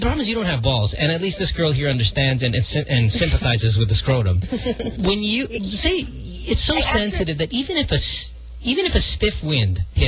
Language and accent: English; Central Luzon, Philippines; I'm from Bulacan.